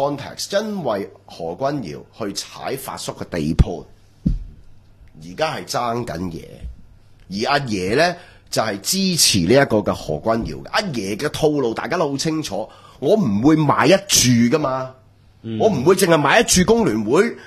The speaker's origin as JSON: {"language": "Cantonese", "country": "Hong Kong"}